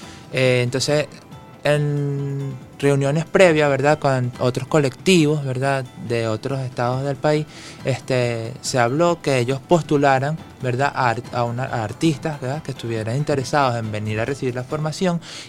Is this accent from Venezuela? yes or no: yes; Barquisimeto, Lara, Venezuela; now in Caracas, Venezuela; yo soy de Barquisimeto y fíjate, pues estoy aquí viviendo la experiencia de lo que es el arte circense aquí en la capital.